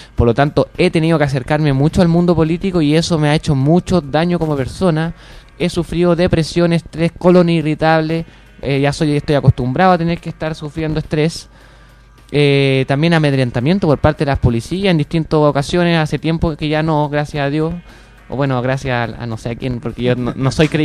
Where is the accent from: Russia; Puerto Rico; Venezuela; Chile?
Chile; me estoy endeudando como todo chileno.